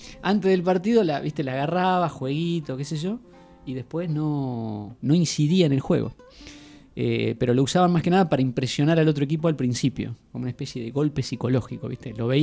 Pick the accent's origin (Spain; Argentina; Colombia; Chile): Argentina; Patagonia; born there; Bueno, tal vez porque yo nací en la Patagonia, ¿no?